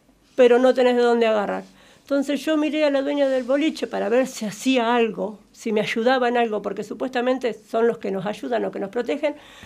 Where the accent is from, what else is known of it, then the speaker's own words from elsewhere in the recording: Santa Rosa, La Pampa, Argentina; porque Santa Rosa es chico, yo soy de Santa Rosa